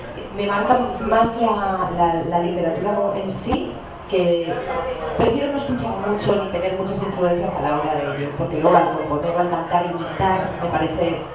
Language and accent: Spanish; Balearic Islands, Spain; concretamente en Mallorca, que es mi ciudad natal, al menos es una isla, es pequeñita